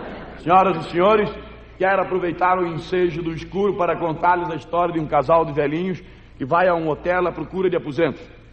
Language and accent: Portuguese; Acre, Brazil; born there; Eu nasci no território do Acre. Aliás, quando eu digo que nasci no Acre, me perguntam logo o quê? Nasce gente lá?